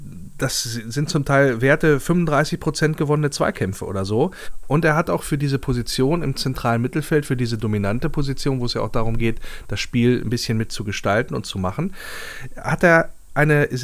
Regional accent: Wolfsburg, Lower Saxony, Germany; born there; moved away; Beide gebürtige Wolfsburger, die es dann rausgezogen hat in die Fremde.

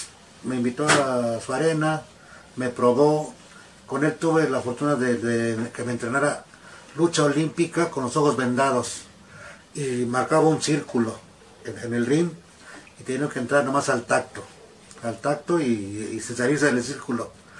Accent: State of Mexico, Mexico; moved away; yo me vine del Estado de México a trabajar aquí, pues las carencias de la familia, ya que éramos 11 hermanos.

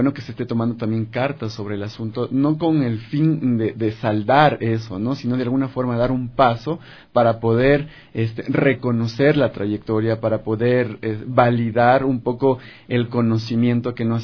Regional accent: Ambato, Tungurahua, Ecuador; En Ambato. Yo soy de Ambato

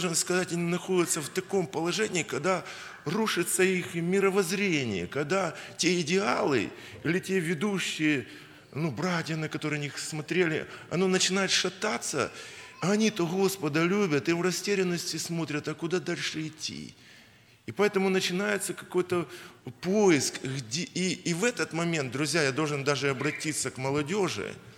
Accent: Kyiv, Ukraine; я киевлянин.

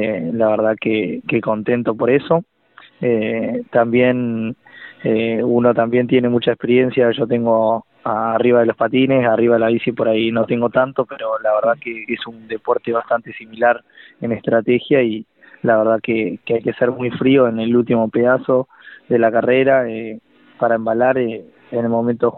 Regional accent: Necochea, Buenos Aires Province, Argentina; born there; now in Santa Rosa, Argentina; yo soy nacido en Necochea y ahora vivo en Santa Rosa ya hace 5 años

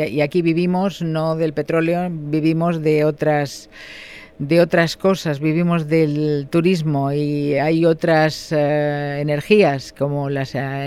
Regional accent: Balearic Islands, Spain; ¿Crees que somos conscientes los ibicencos formenterenses, la gente en general

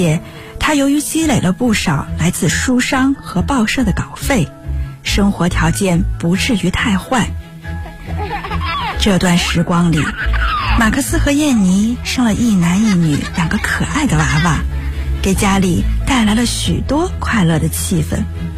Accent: Northeast China, China; 我是一个爱做梦、爱哲学的东北女孩

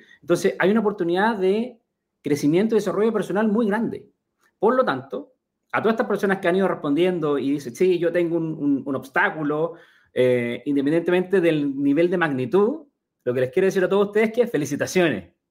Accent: Chile; Yo soy de Chile, de profesión original, soy ingeniero agrónomo

